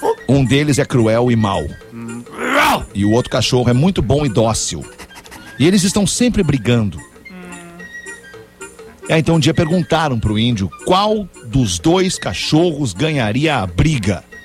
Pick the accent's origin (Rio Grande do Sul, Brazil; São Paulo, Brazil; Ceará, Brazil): Rio Grande do Sul, Brazil; São Marcos; now in Rio Grande, Brazil; sou de São Marcos, da Serra Gaúcha, moro em Rio Grande